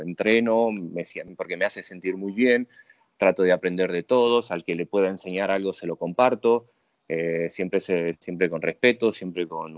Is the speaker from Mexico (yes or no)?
no; Tucumán, Argentina; estudié en la Universidad del Norte de Santo Tomás de Aquino en Tucumán, mi provincia natal.